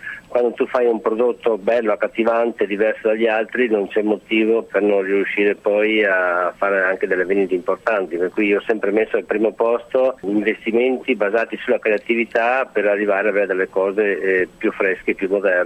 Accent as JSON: {"language": "Italian", "town": "Bruggine", "region": "Veneto", "country": "Italy", "tie": "born or raised there", "said": "io sono nato in un paese semplice, a Bruggine, in provincia di Padova, nord-est, quindi un piccolo paese rurale. Mia famiglia aveva una fattoria, anche una bella fattoria"}